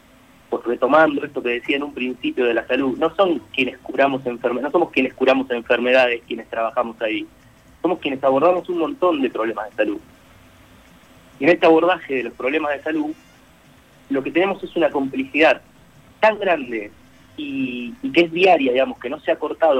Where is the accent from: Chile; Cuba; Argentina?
Argentina; la que más nos debería enorgullecer como argentinos y argentinas, es nuestro sistema público